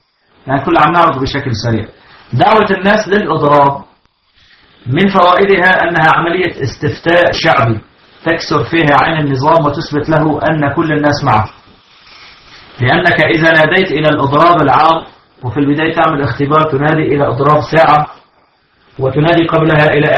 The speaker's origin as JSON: {"language": "Arabic", "country": "Syria", "said": "هذا حصل عندنا في سوريا"}